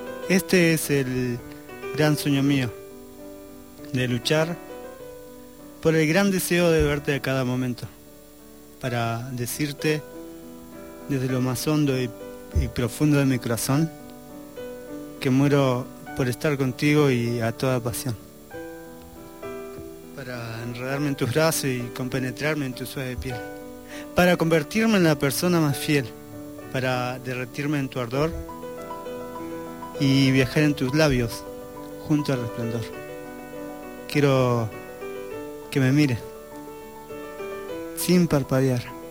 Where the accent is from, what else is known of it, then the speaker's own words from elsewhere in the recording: Escobar, Buenos Aires Province, Argentina; born there; now in Pilar, Argentina; Nací en Escobar.